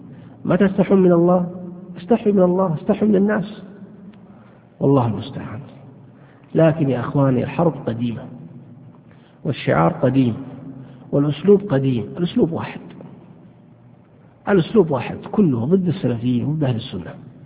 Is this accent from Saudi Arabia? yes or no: yes; Saudi Arabia; يعني عندنا في السعودية هنا الحمد لله الصوفية يعني مكبوتين،